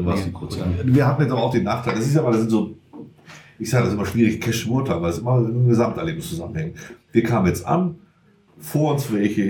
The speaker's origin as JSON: {"language": "German", "town": "Elsdorf", "country": "Germany", "said": "ich komme aus Elsdorf, also das ist noch so eine Entfernung, da ist der Schneewarding einfach ein Begriff."}